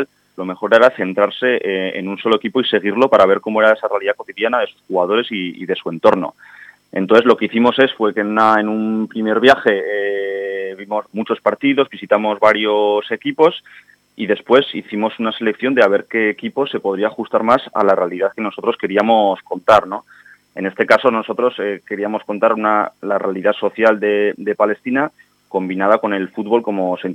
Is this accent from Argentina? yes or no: no; Pamplona, Navarre, Spain; nosotros aquí comentamos que el equipo es motor, somos de Iruña